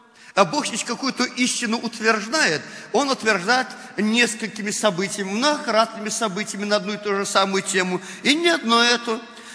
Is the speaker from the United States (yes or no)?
no; Belarus; Но мы белорусы. Мы привыкли во плоти, и во плоти нам режут уши, когда мы говорим так.